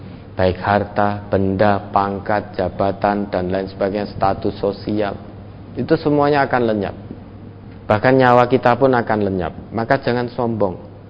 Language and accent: Indonesian; Java, Indonesia; Kalau bahasa kita orang Jawa mungkin bisa dengan bahasa kromo kalau kita bisa.